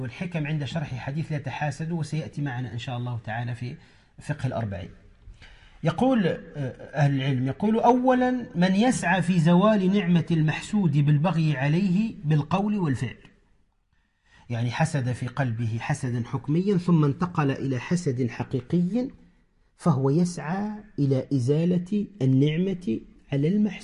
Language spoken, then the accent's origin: Arabic; Tunisia; كما يقال عندنا في تونس فرفوط أو فرطوط خفيف